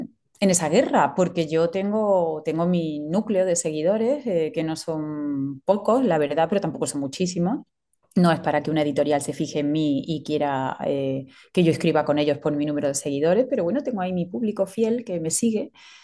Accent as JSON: {"language": "Spanish", "town": "Córdoba", "region": "Andalusia", "country": "Spain", "tie": "born or raised there", "said": "será un texto sobre la historia de Córdoba, de mi tierra."}